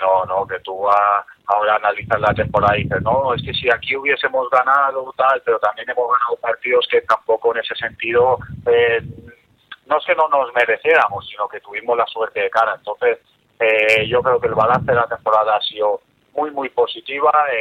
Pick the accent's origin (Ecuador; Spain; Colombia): Spain; Elche, Valencian Community; para mí es una pena no poder seguir en ese club, porque es un club de mi tierra